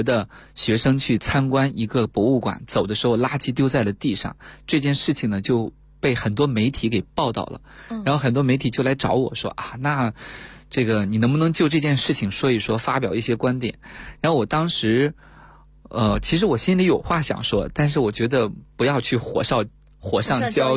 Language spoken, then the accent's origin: Chinese; Shaanxi, China; 比如说像我的家乡陕西